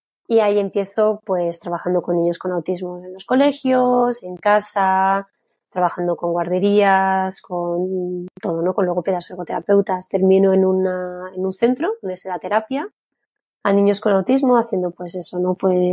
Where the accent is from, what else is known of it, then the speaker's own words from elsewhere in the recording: Madrid, Community of Madrid, Spain; also born or lived in Berlin; now in Germany; soy española, soy de Madrid y llevo ya en Alemania 12 años. He vivido durante todo el tiempo en Berlín y aquí cerquita de Frankfurt llevo muy poquito, llevo un mes.